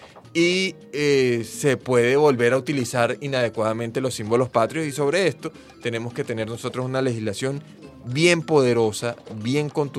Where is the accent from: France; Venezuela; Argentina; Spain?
Venezuela; algo que a uno le duele como venezolano